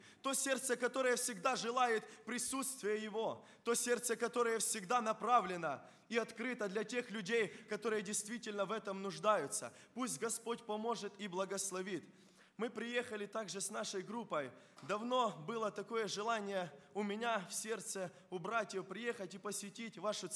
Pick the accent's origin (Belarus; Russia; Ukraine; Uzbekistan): Ukraine; Krasnokutsk, Kharkiv Oblast; born there; Когда я родился, а родился я в Краснокутске, и многие знают этот поселок городского типа, это Харьковская область